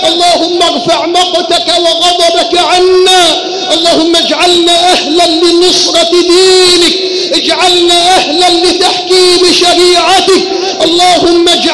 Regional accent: Egypt; اللهم ارزق بلدنا مصر حاكما ربانيا صالحا

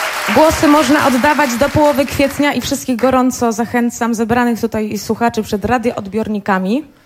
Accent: Sulechów, Lubusz Voivodeship, Poland; Ja przyjechałam do państwa z Sulechowa, województwo lubuskie. Lubuskie, najbardziej zalesione województwo w Polsce.

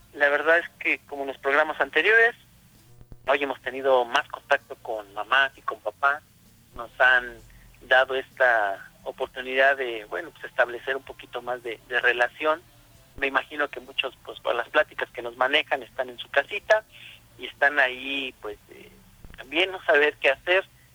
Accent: Valle de Chalco, State of Mexico, Mexico; yo soy de aquí, de Valle de Chalco

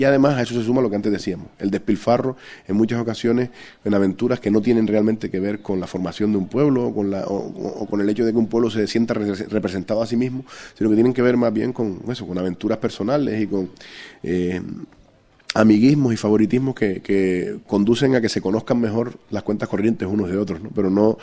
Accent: Canary Islands, Spain; el poder presentar el programa Tenderete, un programa con el que yo pues prácticamente también me crié, como tantos canarios

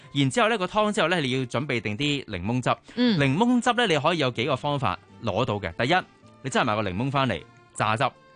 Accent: Fujian, China; 就係我哋福建人啊嘛

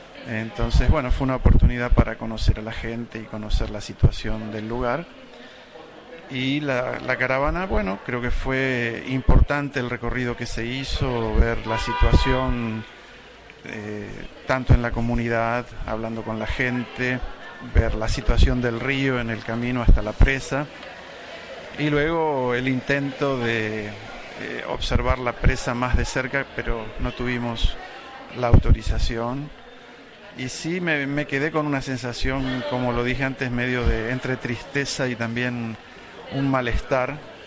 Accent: Argentina; also born or lived in Mexico; now in United Kingdom; Soy argentino de origen, vivo en Inglaterra, trabajo en la Universidad de Newcastle, soy sociólogo y, bueno, viví en México

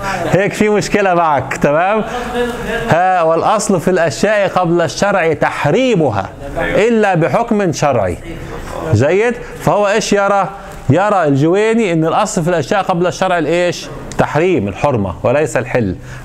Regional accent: Egypt; المانجو اللي عندنا في مصر، انتوا عندكم المانجا

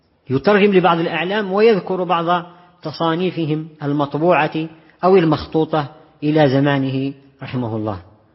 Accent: Morocco; وفيما يخص المغرب معاش الإخوة بلدنا المغرب

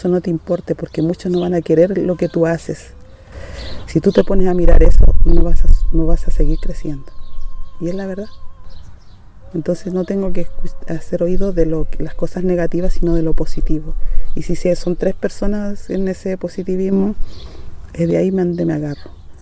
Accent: Valle de Azapa, Arica y Parinacota, Chile; Soy nacida y criada en el Valle de Azapa, vengo de una familia afrodescendiente.

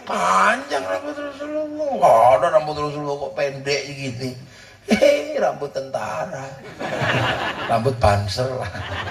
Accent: Indonesia; kita ini orang Indo.

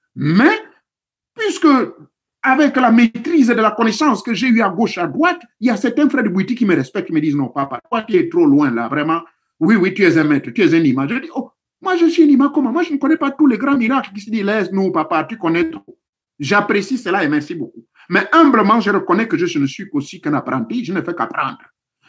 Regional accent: Gabon; chez nous au Gabon

